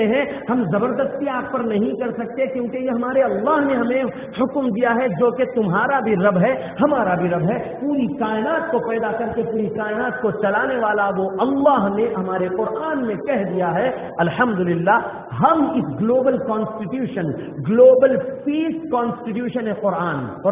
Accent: India; O Indians, I am also Indian, الحمد للہ. اے ہندوستانیوں، میں بھی ہندوستانی ہوں، میں ہندوستانی مسلمان ہوں الحمد للہ.

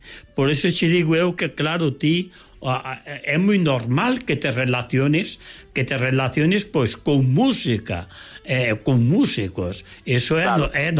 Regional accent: Galicia, Spain; eu son galego

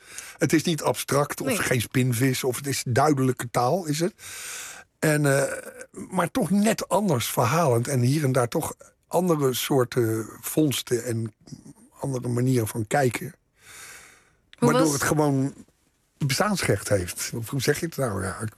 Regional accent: The Hague, South Holland, Netherlands; Ik ben geboren in de Schilderswijk. Maar op mijn tweede ben ik verhuisd naar Moerwijk.

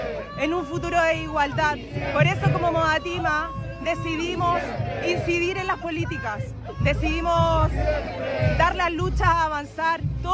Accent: Chile; La instauración de la dictadura es el origen de todo despojo que hoy día vivimos como chilenos habitantes de nuestro país.

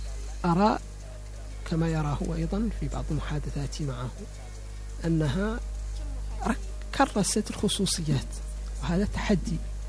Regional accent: Mauritania; أنا ولست فرنسيا ولست أمريكيا ولست خليجيا ولست جزائريا ولا سنغاليا، أنا موريتاني، أمثل نفسي وأمثل بلدي

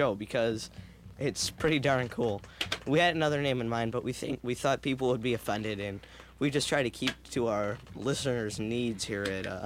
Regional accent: LaGrange, Illinois, United States; here in my hometown of LaGrange.

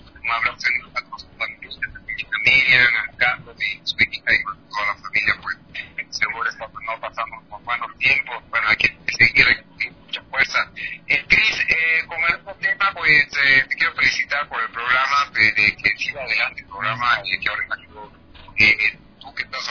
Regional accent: Quito, Pichincha, Ecuador; Yo realmente soy quiteño y agradezco muchísimo ser ecuatoriano

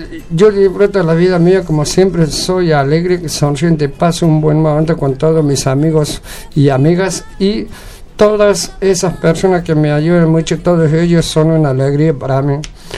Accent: Buenos Aires, Argentina; no somos de acá, venimos de Buenos Aires, acá.

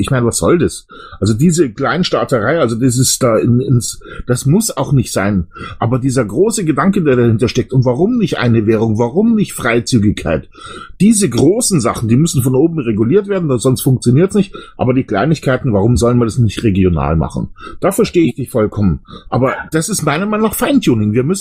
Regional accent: Bavaria, Germany; ich komme aus Bayern, wir sind ein Freistaat und trotzdem funktioniert's

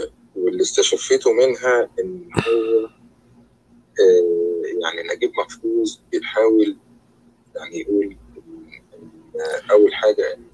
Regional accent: Egypt; moved away; انا ليا تجربه يعني ان انا مقيم برا مصر، يعني ففعلا انا كنت جاي من مصر من 20 سنه

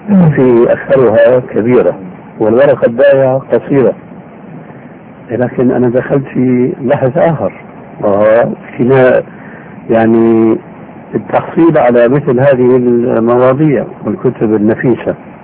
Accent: Syria; كما يقولون عندنا بالشام كل من يغني على ليله

